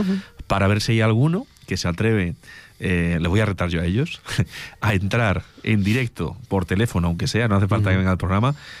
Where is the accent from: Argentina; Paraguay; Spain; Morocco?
Spain; Agudo, Castilla-La Mancha; la pueda impartir en mi pueblo, en Agudo.